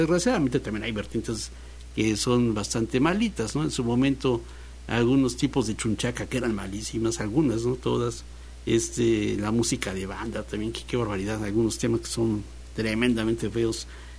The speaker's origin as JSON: {"language": "Spanish", "region": "Veracruz", "country": "Mexico", "said": "Si algo hay aquí en Veracruz, es que somos rumberos, jarochos y trovadores de veras."}